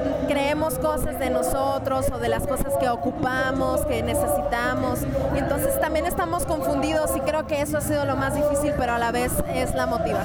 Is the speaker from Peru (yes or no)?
no; Nogales, Sonora, Mexico; yo soy de Nogales, Sonora.